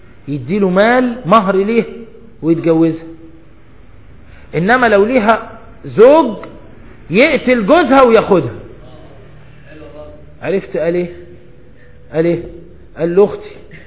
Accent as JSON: {"language": "Arabic", "country": "Egypt", "said": "احنا عندنا في مصر انت ممكن تروح للراجل اللي بيبيع الدجاج فراخ"}